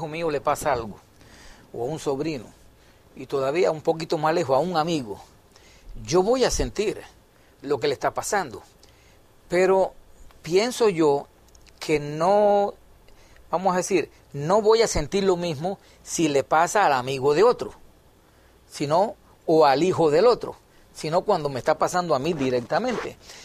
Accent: Cuba; Allá en mi país, en Cuba, en aquel entonces

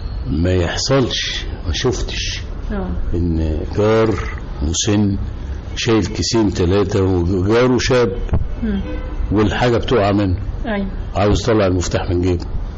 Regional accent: Cairo, Cairo Governorate, Egypt; أنا نشأت في قاهرة المعز في الغورية، وأنا من مواليد الدرب الأحمر.

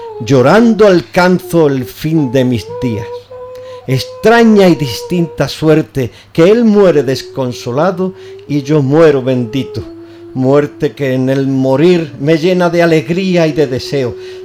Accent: Ubrique, Andalusia, Spain; yo nací y crié en Ubrique

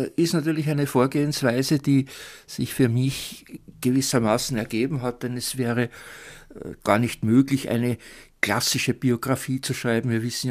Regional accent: Lower Austria, Austria; als Niederösterreicher, dessen Mutter Leopoldine heißt und dessen Großvater Leopold heißt

